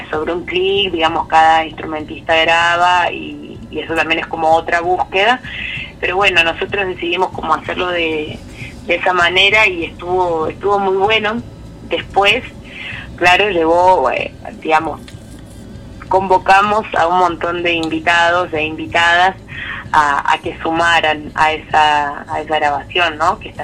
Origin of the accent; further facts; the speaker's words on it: Salsipuedes, Córdoba, Argentina; nosotros somos de Salsipuedes y de Sierras Chicas.